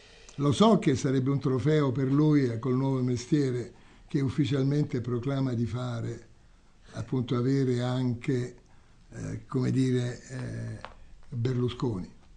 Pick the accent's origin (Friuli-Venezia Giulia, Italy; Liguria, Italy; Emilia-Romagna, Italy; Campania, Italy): Campania, Italy; Naples; io sono napoletano pure io, insomma, diciamo di storia, di tradizione, di antropologia, eccetera.